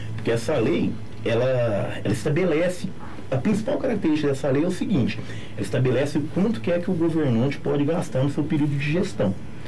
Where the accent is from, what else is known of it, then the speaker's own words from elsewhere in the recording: São Paulo, Brazil; para nós que somos paulistas